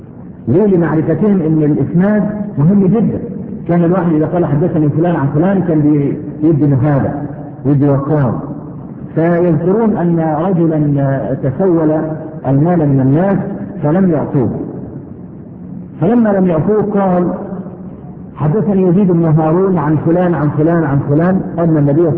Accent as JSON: {"language": "Arabic", "country": "Egypt", "said": "عندنا في مصر"}